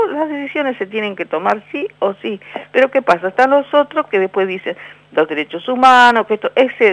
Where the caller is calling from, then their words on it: Berazategui, Buenos Aires Province, Argentina; nosotros tenemos una experiencia muy fea como pueblo argentino